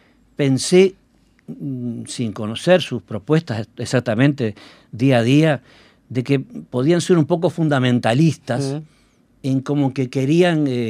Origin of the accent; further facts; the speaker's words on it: Uruguay; Porque somos uruguayos, nos da vergüenza.